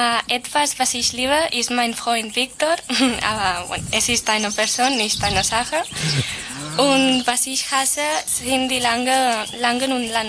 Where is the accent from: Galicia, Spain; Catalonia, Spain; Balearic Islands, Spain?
Catalonia, Spain; Les Franqueses del Vallès; German is a second language; Ich komme auch wie Mary aus Las Franqueses del Vallès, weil sie ist meine Schwester. A les franqueres del Vallès ist eine kleine Gemeinde, die fast 30 Kilometer von Barcelona entfernt ist. Ich bin jetzt 90 Jahre alt